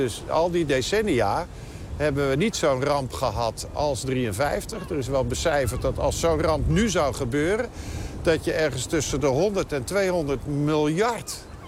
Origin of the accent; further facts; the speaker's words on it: North Holland, Netherlands; now in North Brabant, Netherlands; Nou, ik kom uit Noord-Holland, maar ik woon in Brabant.